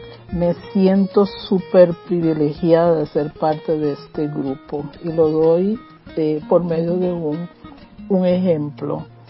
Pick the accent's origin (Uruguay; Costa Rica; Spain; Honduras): Costa Rica; soy costarricense